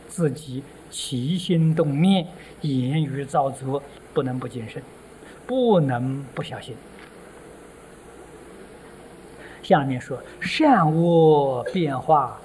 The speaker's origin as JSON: {"language": "Chinese", "country": "China", "said": "他的神识，我们中国人讲灵魂呢，没走"}